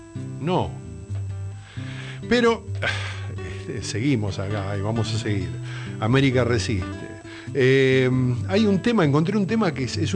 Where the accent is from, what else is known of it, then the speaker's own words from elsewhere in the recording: Argentina; somos así, somos argentinos insurrectos